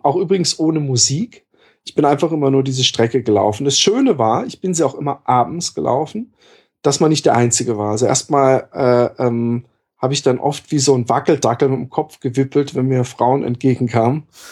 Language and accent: German; southwest, Germany; Ich bin im Südwesten aufgewachsen, es gibt für mich nichts Schlimmeres als Äcker und Streuobstwiesen und so Feldwege.